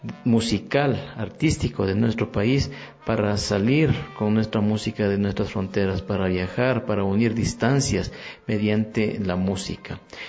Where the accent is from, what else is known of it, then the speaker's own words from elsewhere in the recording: Ecuador; Yo soy trombonista ecuatoriano de gran trayectoria